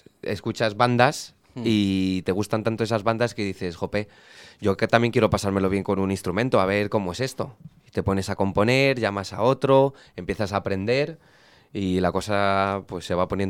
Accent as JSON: {"language": "Spanish", "town": "Madrid", "region": "Community of Madrid", "country": "Spain", "said": "y lo digo yo que soy madrileño"}